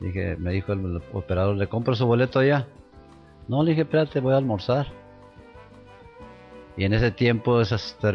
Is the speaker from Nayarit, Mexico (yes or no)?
yes; Tuxpan, Nayarit, Mexico; born there; Yo nací en Tuxpan, Nayarit.